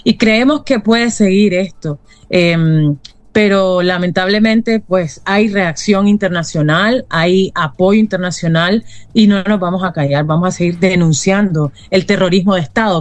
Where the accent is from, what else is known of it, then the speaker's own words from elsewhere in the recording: Nicaragua; Somos nicaragüenses, vamos a seguirlo siendo